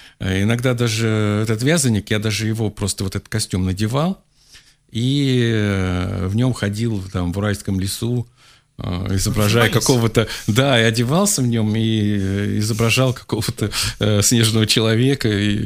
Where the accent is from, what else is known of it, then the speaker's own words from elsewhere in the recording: Urals, Russia; born there; Я родился на Урале, в маленьком городке Демидовском, таком, там завод Демидовский.